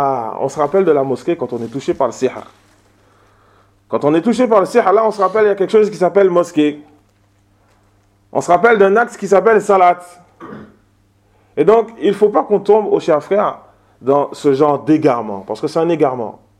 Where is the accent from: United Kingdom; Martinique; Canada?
Martinique; Aux Antilles, hier, je parlais de ça avec un Guadeloupéen. Chez nous, en Martinique, c'est le même cas.